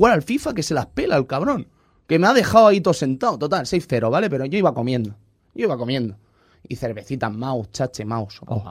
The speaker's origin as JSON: {"language": "Spanish", "region": "Catalonia", "country": "Spain", "said": "Cásquele. Que soy catalán."}